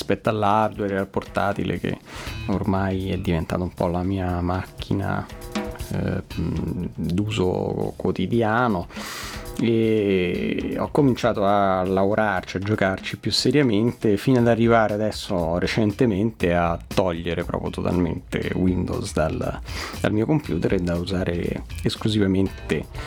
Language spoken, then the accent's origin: Italian; Rome, Lazio, Italy; sono di Roma, ho 30 anni e sono laureato in musicologia e beni musicali